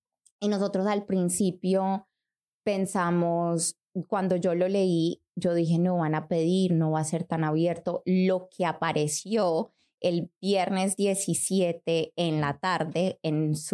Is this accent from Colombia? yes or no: yes; Colombia; yo soy colombiana.